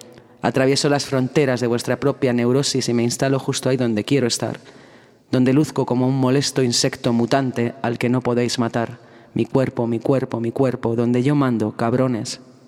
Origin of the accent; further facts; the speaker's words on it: Spain; la Idoia y yo como españolas teníamos esta cosa de... Estamos en México